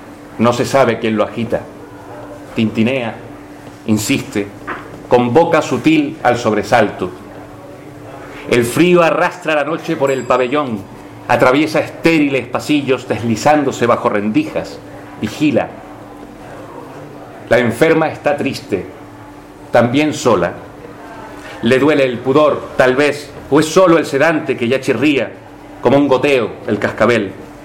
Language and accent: Spanish; Spain; aun siendo españoles